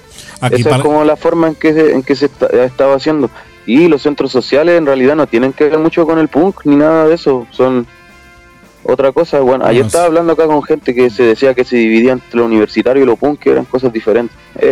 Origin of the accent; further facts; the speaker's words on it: Santiago, Santiago Metropolitan Region, Chile; Bueno, yo hablo específicamente de Santiago porque nosotros somos de Santiago. Bueno, igual hemos recorrido harto de norte